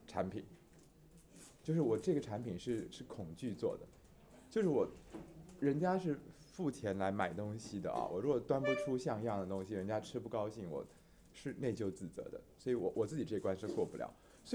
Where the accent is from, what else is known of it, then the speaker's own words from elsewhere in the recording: Taiwan; 就我们台湾的三国底不深，红楼底也不深，